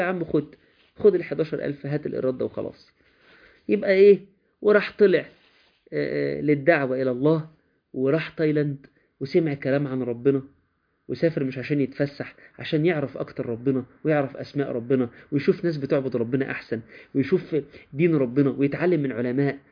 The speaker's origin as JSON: {"language": "Arabic", "region": "Minya Governorate", "country": "Egypt", "tie": "born or raised there", "said": "انا بفتخر ان انا من الارياف يا جماعه، انا من ارياف المنيا."}